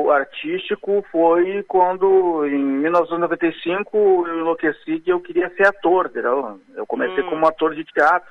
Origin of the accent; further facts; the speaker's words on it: Alvorada, Rio Grande do Sul, Brazil; also born or lived in Porto Alegre; eu me considero um alvoradense exatamente porque eu não tenho lembranças de Porto Alegre. Eu nasci no Hospital Getúlio Vargas, que fica em Porto Alegre. Eu acredito que eu devo ter morado em Porto Alegre, acho que uns 3 aninhos